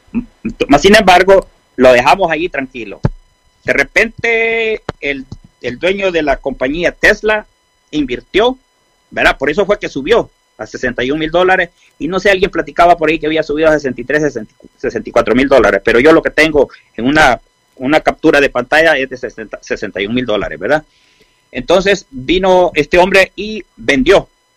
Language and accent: Spanish; San Miguel, El Salvador; born there; Porque yo vengo de la pobreza, yo nací en San Miguel.